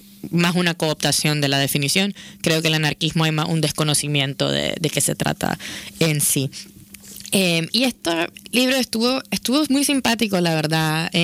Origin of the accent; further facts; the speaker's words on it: Nicaragua; now in Barcelona, Spain; Yo soy de Nicaragua y llevo pues como unos 6 años y pico viviendo en Barcelona